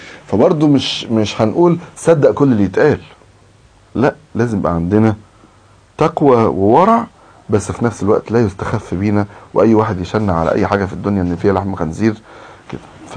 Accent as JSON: {"language": "Arabic", "country": "Egypt", "said": "واحنا مثلا عندنا في مصر"}